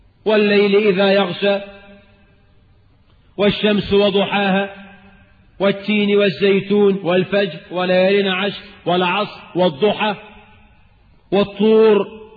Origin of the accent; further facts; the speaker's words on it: Cairo, Cairo Governorate, Egypt; فالميكروباصات عندنا في القاهرة